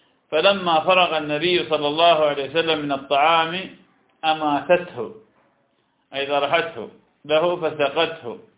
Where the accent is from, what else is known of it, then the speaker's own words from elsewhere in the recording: Iraq; accent: Iraqi; لكن أيضا يسمى نقوع بلهجتنا العراقية